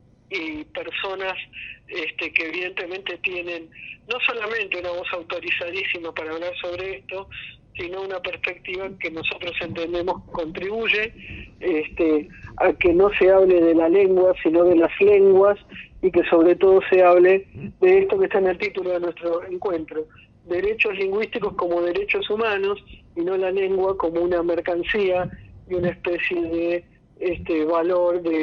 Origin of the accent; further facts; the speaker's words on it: Rosario, Santa Fe, Argentina; ya se ha realizado en Argentina, por ejemplo en Rosario, que casualmente es mi ciudad natal